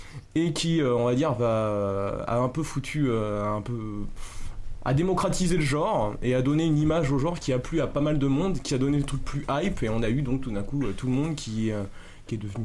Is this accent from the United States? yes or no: no; Paris, Île-de-France, France; On vient de Paris, quoi.